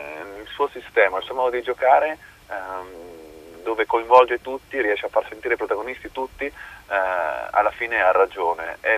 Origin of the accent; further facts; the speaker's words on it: Abruzzo, Italy; ma io ci tengo da abruzzese che non si dimentichi di quelle persone